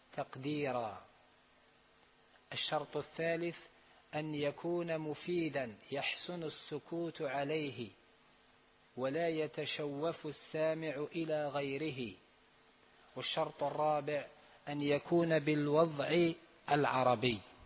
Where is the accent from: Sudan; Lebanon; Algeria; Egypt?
Algeria; نحن عندنا في الجزائر يقال حرف جر ويقال اسم مجرور